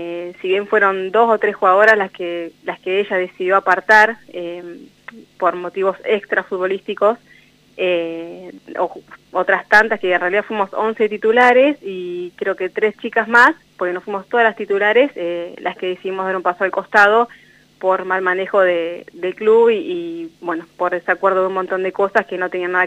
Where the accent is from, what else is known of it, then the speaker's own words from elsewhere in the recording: General Belgrano, La Pampa, Argentina; Yo vengo de General Belgrano